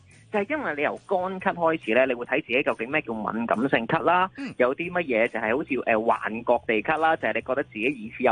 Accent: Kwai Chung, Hong Kong; 我係葵涌人啊嘛，我身處喺葵涌呢個咧石蔭嘅位置咧

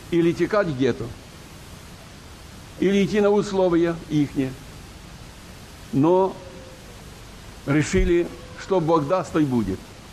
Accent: Zhytomyr Oblast, Ukraine; born there; Я родился на Житомирщине в 29-м году.

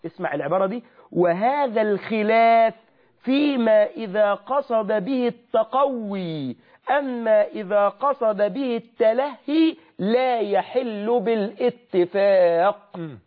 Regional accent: Egypt; accent: Egyptian; إن أنت بتقول ببلع بلهجتنا المصرية

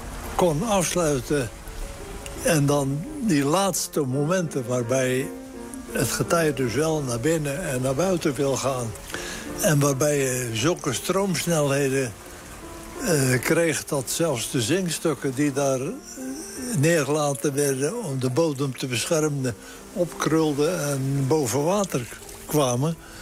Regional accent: 's-Gravenzande, South Holland, Netherlands; Ik ben geboren in Schravenzande. Schravenzande ligt natuurlijk aan het strand. En als jongen waren wij altijd bezig op dat strand om te zwemmen, maar ook om havens te bouwen

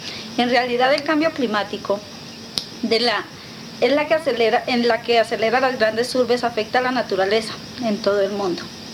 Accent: Soatá, Boyacá, Colombia; El agua que suena ahora, hablando de donde soy, de mi pueblo, Soatá, ya es escasa

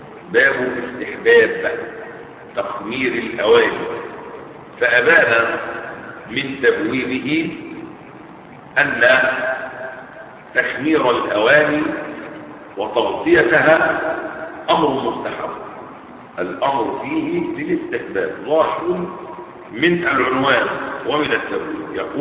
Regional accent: Egypt; فيسمى بالسقة في بلدتنا في مصر

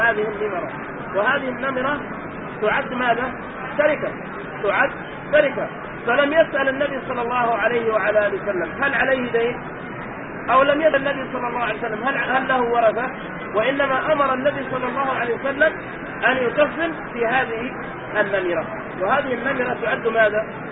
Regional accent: Yemen; ونحن عندنا في اليمن نعمة عظيمة أن الناس ما ينقذوا شيء، وإنما لله وفي الله

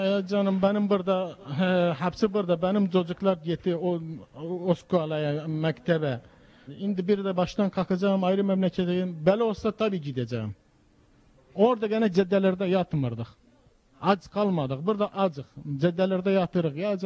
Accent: Iraq; now in Italy; Kuzey Irak, Irak Çerçipliyim.

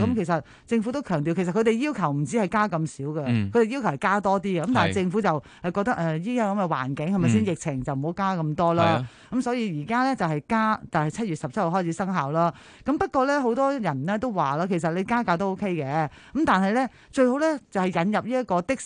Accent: Hong Kong; 咁但係雖然咧我係香港人啦

